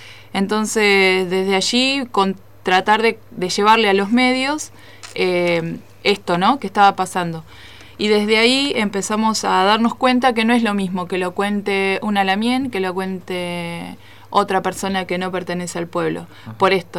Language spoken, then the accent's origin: Spanish; Río Negro, Argentina; vengo desde la costa del Río Negro y el mar de aquí de la Tierra del Este, usurpada por el Estado argentino